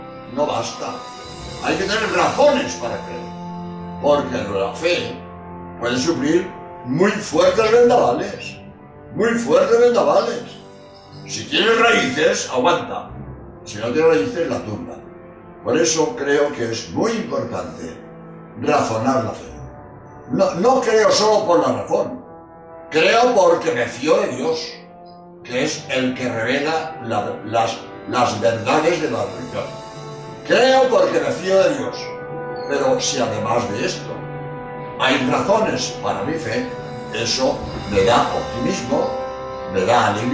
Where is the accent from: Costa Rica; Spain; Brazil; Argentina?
Spain; soy jesuita español